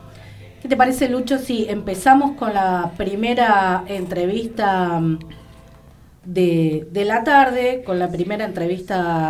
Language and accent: Spanish; Uruguay; que como uruguayas y uruguayos creemos que todavía tenemos una gran deuda pendiente en nuestro país